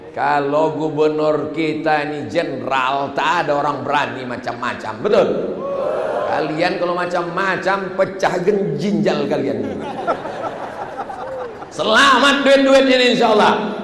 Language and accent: Indonesian; Riau, Indonesia; Aku dari Riau.